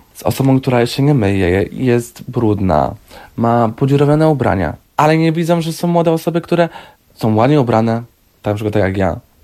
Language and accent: Polish; Poznań, Greater Poland Voivodeship, Poland; Tak, ku lepszemu, no bo ja pochodzę z Poznania, także inna część Polski.